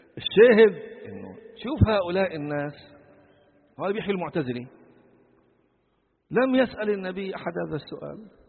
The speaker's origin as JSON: {"language": "Arabic", "town": "Sidon", "region": "South Governorate", "country": "Lebanon", "said": "كما في البلدة القديمة عندنا في صيدا"}